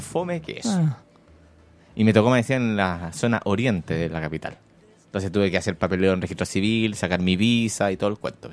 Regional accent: Chile; Yo soy de allá, de los Cerros Sales

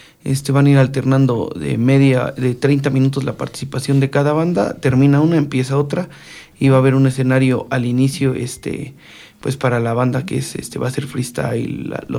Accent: Amecameca, State of Mexico, Mexico; no nada más somos de aquí de Ameca Meca

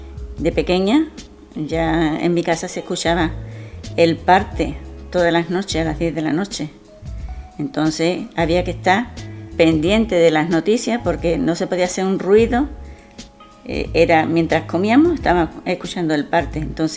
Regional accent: Andalusia, Spain; Yo nací ahí y me llevé muchísimos años, mucho.

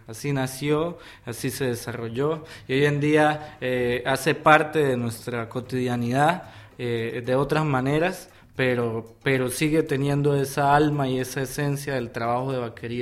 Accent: Maní, Casanare, Colombia; en mi pueblo sucede que es un lugar muy musical. Entonces la gente está acostumbrada a que los chicos y las chicas desde pequeño empiecen con la música, y en especial en Maní con la bandola llanera.

